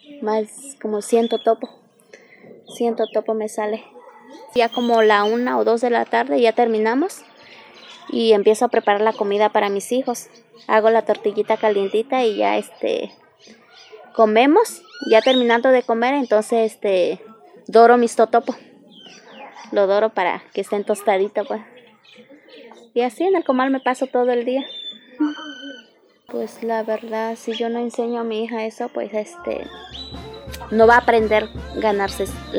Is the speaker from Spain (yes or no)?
no; Santa María Jicaltepec, Oaxaca, Mexico; y pues aquí soy de Santa María Jicaltepec.